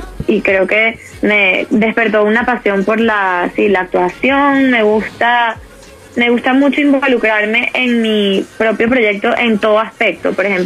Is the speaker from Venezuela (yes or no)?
yes; Venezuela; now in Miami, United States; yo soy muy playera, porque obviamente soy venezolana y tengo como esa sangre del Caribe.